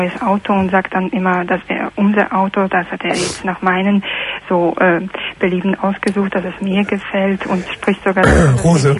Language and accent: German; Poland; German is a second language; Aus Polen.